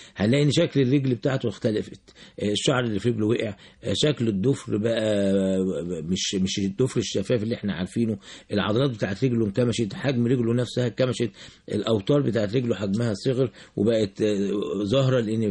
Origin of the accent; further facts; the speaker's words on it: Egypt; احنا عندنا في مصر هنا العيان ما يكتشفش ان عنده سكر